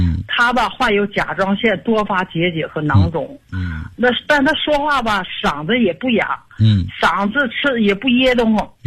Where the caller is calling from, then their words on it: Qiqihar, Heilongjiang, China; 我是齐齐哈尔的朋友。